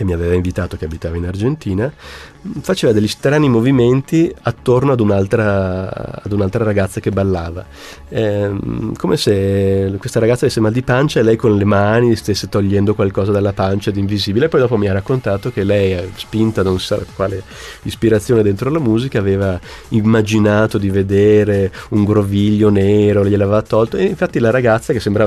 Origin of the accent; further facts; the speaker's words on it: Switzerland; born there; io sono nato in Svizzera e quindi non sono stato neanche battezzato, e sono cresciuto sempre con un convinto sano ateismo